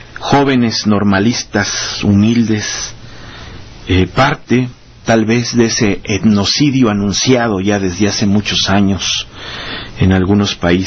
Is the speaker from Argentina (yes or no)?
no; Mexico; da pena como mexicanos